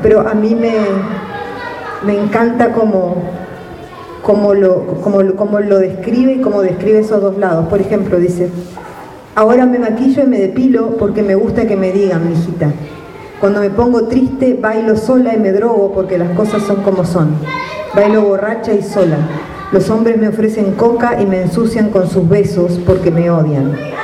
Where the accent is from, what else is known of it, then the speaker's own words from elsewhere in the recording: Argentina; Yo soy argentina